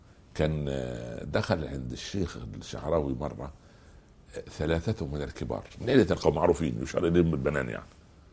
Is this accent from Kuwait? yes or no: no; Egypt; ما يقولوا عندنا في مصر من جوار السعيد يسعد.